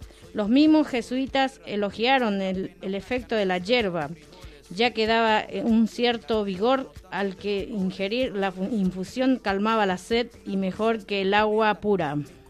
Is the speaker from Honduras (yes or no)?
no; Paraguay; now in Argentina; Yo, como hijos de paraguaya, soy paraguaya, nacido, criado y malcriado. Hoy en día estoy en Argentina